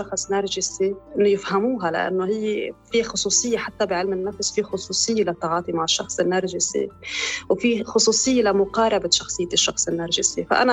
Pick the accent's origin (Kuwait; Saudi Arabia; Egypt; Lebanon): Lebanon; نحن ما بنمنح الجنسية اللبنانية